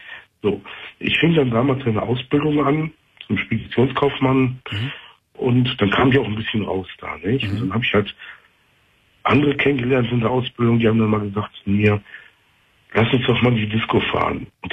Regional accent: North Rhine-Westphalia, Germany; ich komme aus dem Kölner Raum

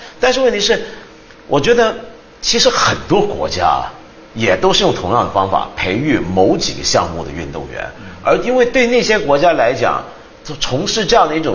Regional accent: China; 这是我们中国人都知道的事，我们也不必讳言

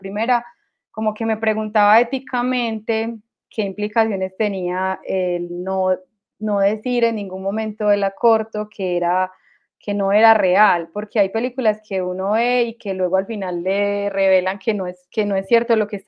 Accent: Antioquia, Colombia; accent: Medellín; Creo que este acento ahora es como el acento colombiano

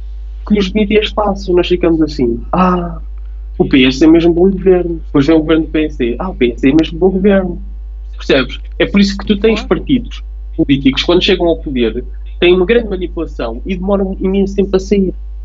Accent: Portugal; nós estamos a cair na esparrela de sermos europeus e não portugueses. Hoje em dia somos primeiro europeus e depois é que somos portugueses.

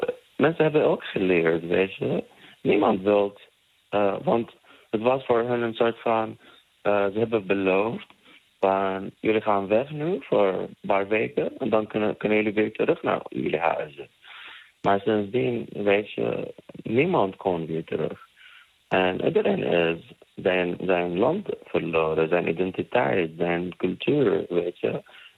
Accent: Palestine; we komen uit Palestina, we zijn niet staatloos, we hebben een land, we hebben een cultuur, we hebben een hele rijke cultuur.

